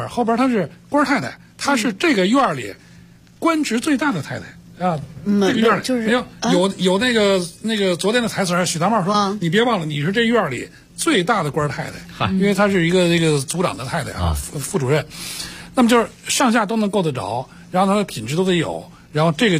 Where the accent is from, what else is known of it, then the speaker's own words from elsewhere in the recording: Beijing, China; 我们北京人缺根筋啊